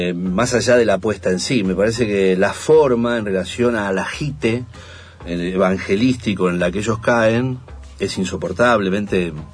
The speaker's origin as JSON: {"language": "Spanish", "country": "Argentina", "said": "Imaginen eso, soy argentino, no me lleven."}